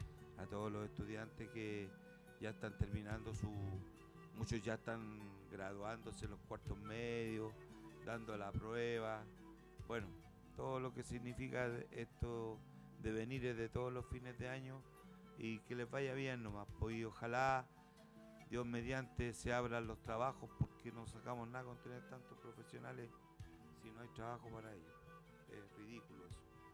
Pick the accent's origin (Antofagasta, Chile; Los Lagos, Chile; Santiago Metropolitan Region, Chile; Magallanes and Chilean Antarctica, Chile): Santiago Metropolitan Region, Chile; Pedro Aguirre Cerda; born there; un vecino mío de allá de la población, Pedro Aguirre Cerda, de donde yo nací